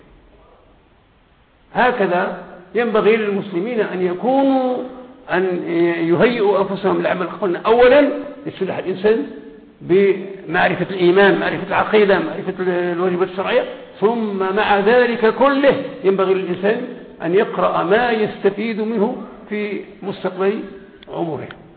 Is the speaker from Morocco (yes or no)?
yes; Morocco; لأن التعليم عندنا في المغرب هو بالنسبة للعالم كله هو أدنى مستوى